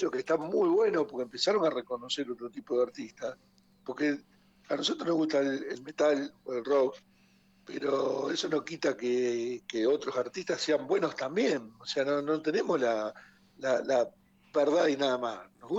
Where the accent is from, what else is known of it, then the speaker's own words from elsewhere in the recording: Santa Fe, Argentina; porque yo vengo de Santa Fe y se escuchaba otro tipo de música